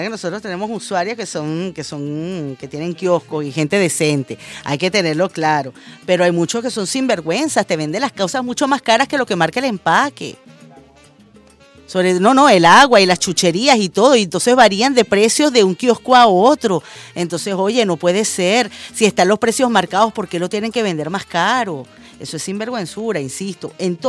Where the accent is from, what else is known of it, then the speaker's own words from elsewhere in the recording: Venezuela; los venezolanos somos así.